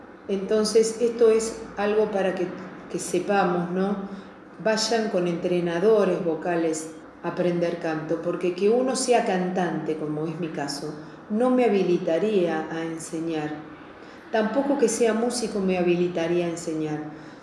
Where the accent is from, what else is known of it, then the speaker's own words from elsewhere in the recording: Ciudadela, Buenos Aires Province, Argentina; born there; Sí, yo soy nacida en Ciudadela, mis papás son de Ciudadela, más de 100 años que tiene la familia … Ciudadela, ¿no? Porque, bueno